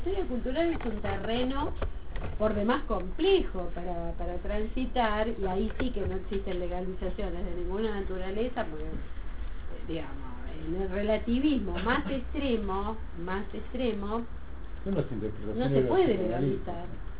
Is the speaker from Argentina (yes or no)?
yes; Buenos Aires, Argentina; pero de donde yo vengo, de Buenos Aires, no sabés lo que son los antropólogos.